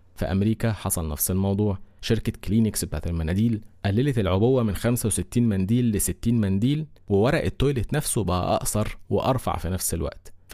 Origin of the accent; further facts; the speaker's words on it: Egypt; عندنا في مصر قانون حماية المستهلك